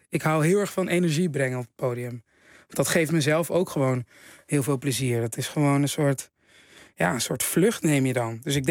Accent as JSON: {"language": "Dutch", "town": "Haarlem", "region": "North Holland", "country": "Netherlands", "said": "Want ja, ik kom uit Haarlem, jongens."}